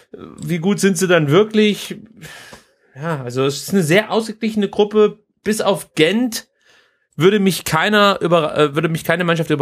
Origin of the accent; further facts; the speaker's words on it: Baden-Württemberg, Germany; da bin ich Schwabe.